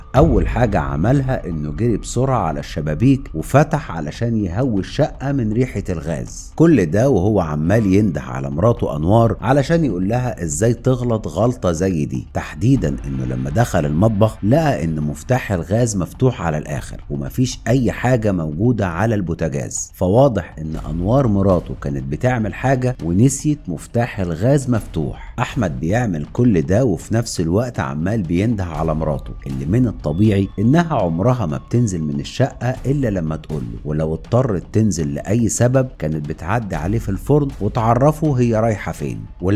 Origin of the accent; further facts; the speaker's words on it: Egypt; عندنا في مصر الإنسان اللي ما بيصعبش عليه حد